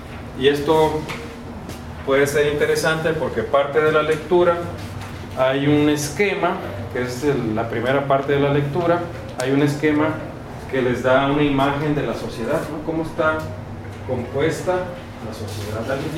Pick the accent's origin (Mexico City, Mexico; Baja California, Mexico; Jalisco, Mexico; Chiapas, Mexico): Baja California, Mexico; Mexicali; Pues yo soy de Tangamandapio, perdón, de Mexicali